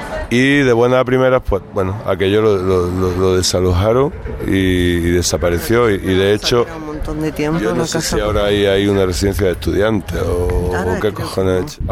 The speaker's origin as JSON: {"language": "Spanish", "town": "Granada", "region": "Andalusia", "country": "Spain", "tie": "born or raised there", "said": "Yo me he criado en Granada, yo soy de Granada"}